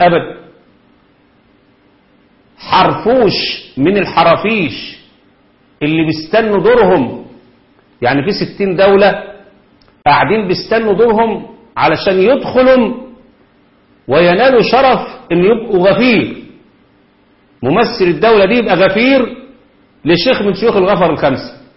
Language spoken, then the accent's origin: Arabic; Egypt; عندنا في مصر، وطبعا أنا عارف إن في الجزائر أعداد شبههم كده كتير